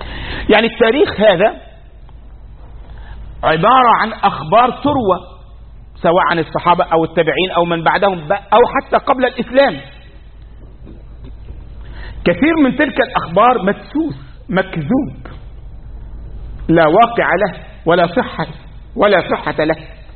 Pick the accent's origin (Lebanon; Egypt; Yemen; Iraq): Egypt; أذكر عندنا في مصر